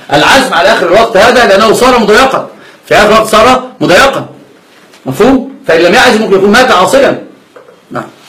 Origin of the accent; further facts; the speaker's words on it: Upper Egypt, Egypt; زي الصعيدة اللي عندنا، أنا صعيدي أيضا.